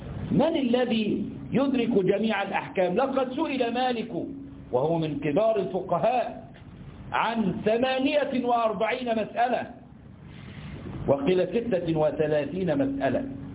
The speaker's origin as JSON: {"language": "Arabic", "country": "Egypt", "said": "إحنا عندنا في مصر بنسميه ترزي، في اللغة بيسمى قصار"}